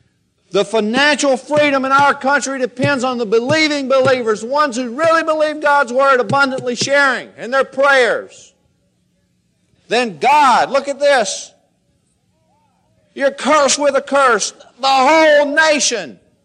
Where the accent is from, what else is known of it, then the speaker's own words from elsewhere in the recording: Bible Belt, United States; See, I grew up in the Bible Belt. That's why I didn't believe.